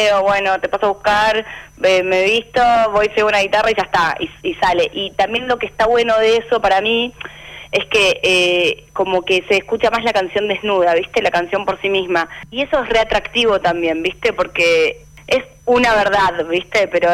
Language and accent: Spanish; Rosario, Santa Fe, Argentina; now in Buenos Aires, Argentina; Yo soy de Rosario, entonces me vine a vivir a Buenos Aires a estudiar guitarra.